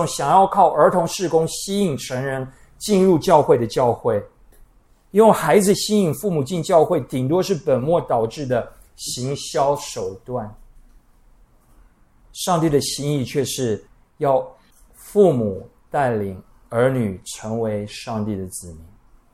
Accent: Taiwan; 我们台湾人出门不需要计划，哎，我们看情形，我们遇到事情，随机应变

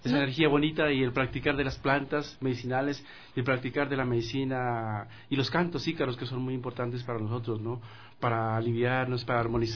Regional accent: Sibundoy, Putumayo, Colombia; nosotros somos del Valle de Sibundoy, Putumayo. Eso queda ubicado el Putumayo en límites con el Ecuador, ¿cierto?

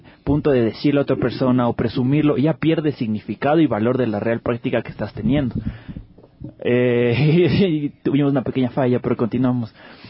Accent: Quito, Pichincha, Ecuador; como buen quiteño me encanta el arroz

